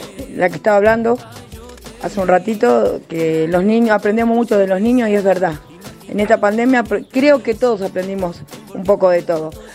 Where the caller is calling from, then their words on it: Quilmes, Buenos Aires Province, Argentina; de Quilmes.